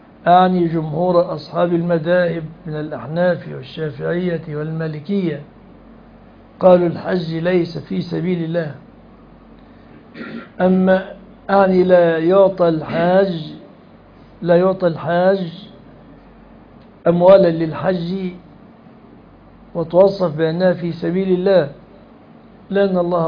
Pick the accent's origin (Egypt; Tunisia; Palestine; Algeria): Egypt; كما يحدث في الزواجات في بلادنا مصر